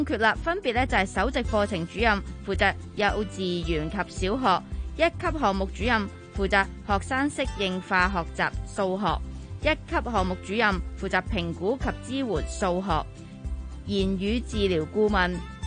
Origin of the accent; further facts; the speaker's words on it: Hong Kong; 寒天即系我哋香港人成日讲嘅大菜糕嘅大菜